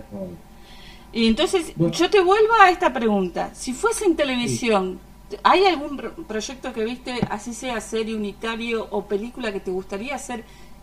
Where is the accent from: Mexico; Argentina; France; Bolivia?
Argentina; Patagonia; yo soy de la Patagonia, soy del sur.